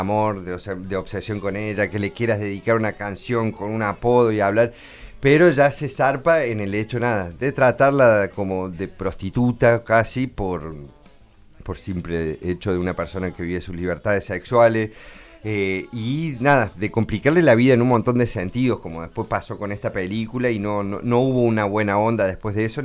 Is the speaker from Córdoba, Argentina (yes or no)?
yes; Córdoba, Argentina; yo siendo cordobés